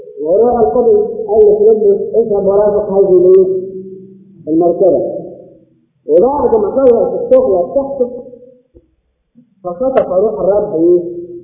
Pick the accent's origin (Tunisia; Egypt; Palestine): Egypt; ولو ان احنا كمصريين طبعا بنقول الان